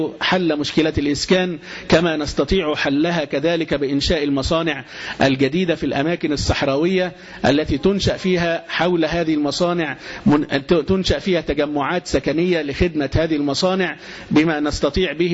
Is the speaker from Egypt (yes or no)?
yes; Egypt; مع حدودنا مع ليبيا عند السلوم